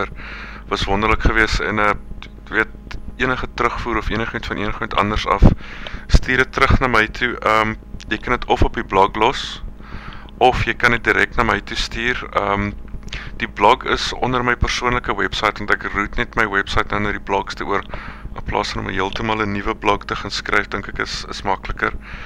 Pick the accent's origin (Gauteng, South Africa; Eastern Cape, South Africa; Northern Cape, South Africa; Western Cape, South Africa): Eastern Cape, South Africa; Port Elizabeth; moved away; want ek kom ook self uit Port Elizabeth uit, so ek dink daar was al wel van 'n connection